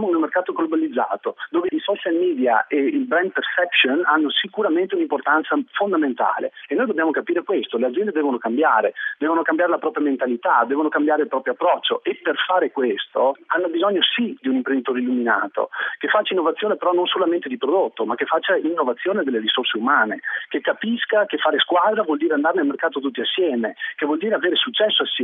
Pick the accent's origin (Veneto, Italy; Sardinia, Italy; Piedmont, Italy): Veneto, Italy; perché sono veneto